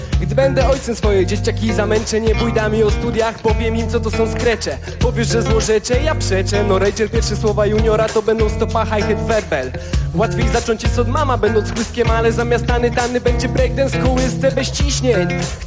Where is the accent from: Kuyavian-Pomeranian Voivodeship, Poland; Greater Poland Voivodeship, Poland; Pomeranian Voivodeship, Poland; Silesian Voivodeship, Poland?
Silesian Voivodeship, Poland; Katowice; now in Kraków, Poland; Przyjechałem z Krakowa, z Nowej Huty. Chociaż pochodzę z Katowic, tak de facto.